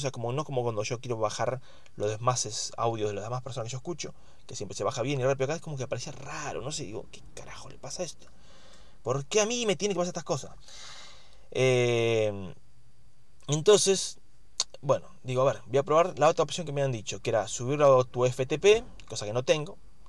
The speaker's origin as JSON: {"language": "Spanish", "country": "Argentina", "said": "soy un argentino"}